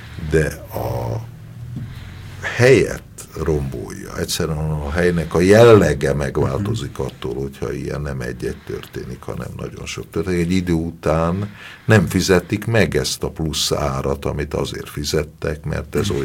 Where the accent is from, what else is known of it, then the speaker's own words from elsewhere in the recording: Budapest, Hungary; A budai várnegyedet mi imádjuk, mert mi itt nőttünk föl, és ez a miénk.